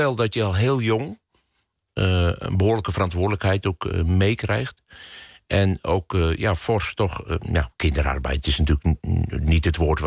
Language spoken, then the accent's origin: Dutch; Langerak, South Holland, Netherlands; Mijn leven is begonnen aan de rivier in een klein dorpje in Langerak, in de Albelse Waard. En daar heb ik goede herinneringen aan. En je mag opgroeien op een boerderij.